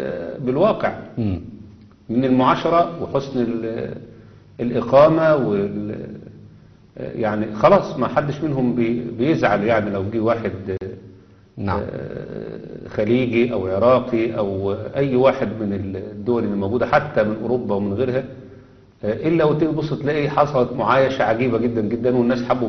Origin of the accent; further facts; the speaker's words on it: Egypt; انما عندنا في مصر، لا، في مصر امر غريب جدا جدا جدا